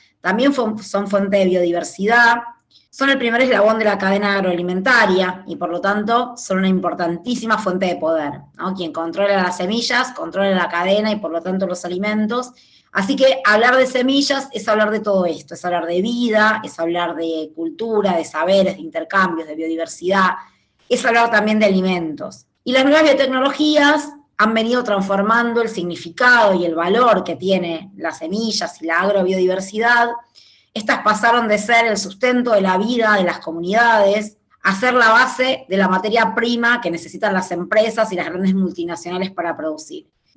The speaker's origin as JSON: {"language": "Spanish", "country": "Argentina", "said": "soy de Argentina"}